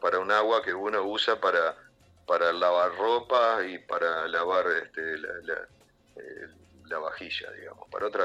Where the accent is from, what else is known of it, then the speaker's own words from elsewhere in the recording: Córdoba, Argentina; moved away; ni bien pueda voy a volver a Córdoba. Es para mí es mi tierra, no es visitar otro país ir a Córdoba, ¿no? Es visitar parte de mi tierra.